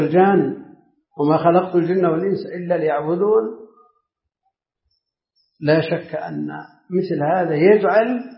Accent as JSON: {"language": "Arabic", "region": "Najd", "country": "Saudi Arabia", "said": "هي معروفة عندنا في نجد باسم السقنقور"}